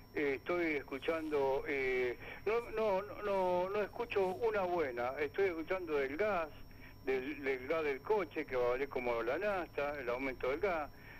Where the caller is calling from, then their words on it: Burzaco, Buenos Aires Province, Argentina; soy de acá de Bursaco, jubilado.